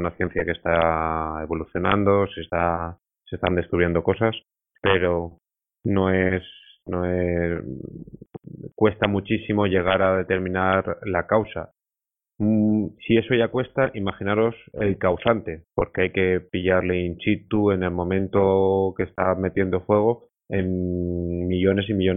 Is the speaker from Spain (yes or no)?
yes; Spain; O sea, somos españoles y nos va a costar muchísimo eso.